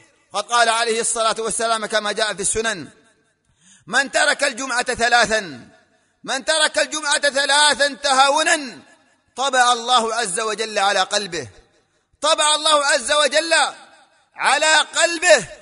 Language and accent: Arabic; Yemen; وما يحصل في بلادنا اليمن